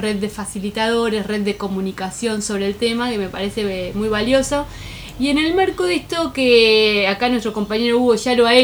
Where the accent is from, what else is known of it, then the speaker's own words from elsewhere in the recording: Punta Indio, Buenos Aires Province, Argentina; nos damos cuenta que somos varios de Punta Indio.